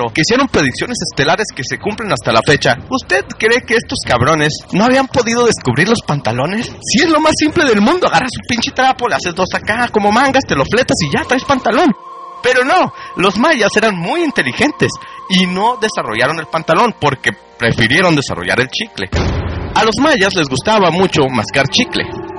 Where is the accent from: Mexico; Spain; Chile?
Mexico; a pesar de que soy mexicano y que me han inculcado a través de la escuela oficial que debo odiarlos